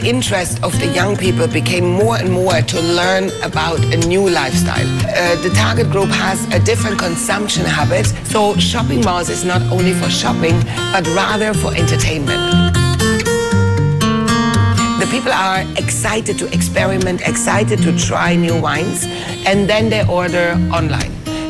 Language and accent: English; Switzerland; now in China; I'm from Switzerland